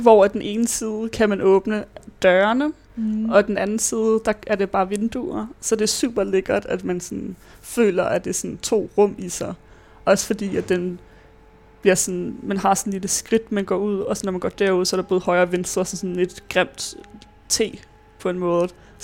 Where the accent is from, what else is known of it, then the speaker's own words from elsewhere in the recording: Ballerup, Capital Region of Denmark, Denmark; also born or lived in Johannesburg, South Africa; jeg var født i Johannesburg, Sydafrika, hvor jeg boede der i 3 år, indtil at mine forældre og søster og jeg flyttede tilbage til Danmark, hvor vi så boede i Ballerup, hvor jeg så har boet det meste af mit liv til efter gymnasiet